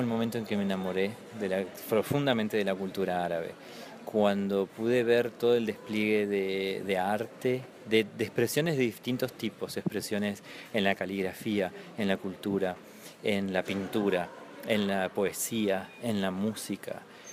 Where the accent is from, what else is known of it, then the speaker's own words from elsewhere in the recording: Comodoro Rivadavia, Chubut, Argentina; mi hermana bailaba en la colectividad, en la comunidad árabe de mi ciudad natal, que es Comodoro Rivadavia